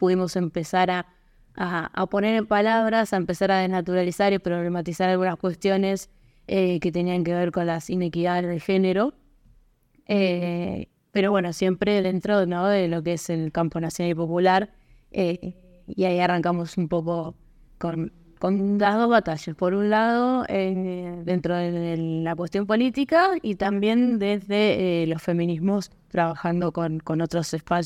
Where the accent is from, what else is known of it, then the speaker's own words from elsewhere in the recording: Tres Arroyos, Buenos Aires Province, Argentina; now in Bahía Blanca, Argentina; yo soy de Tres Arroyos, me vine a vivir a Bahía Blanca y empecé a estudiar una carrera